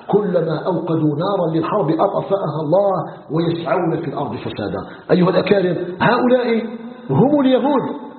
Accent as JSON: {"language": "Arabic", "country": "Algeria"}